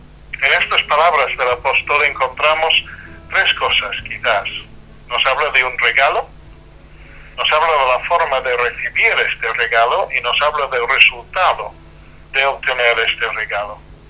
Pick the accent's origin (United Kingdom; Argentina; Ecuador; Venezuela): United Kingdom; England; Spanish is a second language; now in Salamanca, Spain; soy inglés, aunque vivo en Salamanca